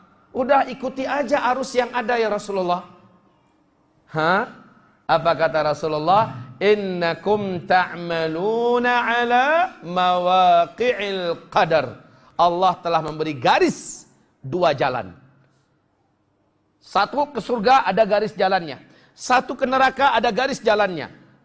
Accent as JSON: {"language": "Indonesian", "town": "Pariaman", "region": "West Sumatra", "country": "Indonesia", "tie": "born there", "said": "Saya lahir di kota Pariaman. Saya lahir sebagai anak Minang."}